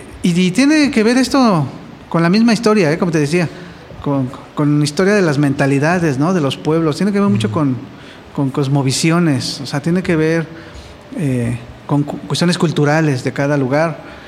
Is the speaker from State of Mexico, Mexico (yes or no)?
yes; Los Reyes La Paz, State of Mexico, Mexico; Desde hace 25 estoy ya viviendo aquí. Yo soy originario de Los Reyes, La Paz, Estado de México.